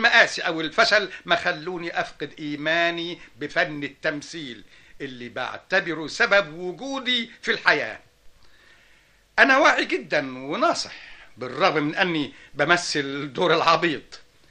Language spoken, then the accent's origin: Arabic; Alexandria, Alexandria Governorate, Egypt; born there; 59 شهر طبعا، من مواليد الاسكندريه